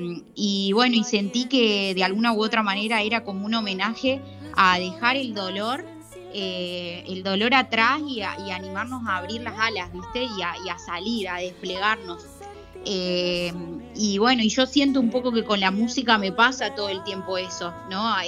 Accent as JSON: {"language": "Spanish", "town": "General Pico", "region": "La Pampa", "country": "Argentina", "said": "porque yo soy de La Pampa, de General Pico, y me recorría todo Pico en la bici para llegar a su casa."}